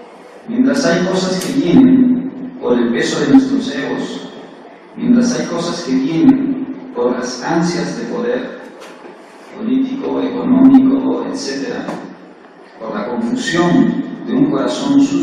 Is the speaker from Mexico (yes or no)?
no; Peru; Yo provengo, como todo peruano, provengo de un ambiente igual que el de ustedes.